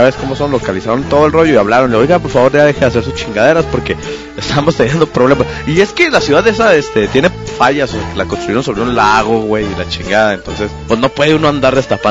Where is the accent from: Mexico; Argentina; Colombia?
Mexico; Como soy mexicano, güey, revolví la casa de atrás para adelante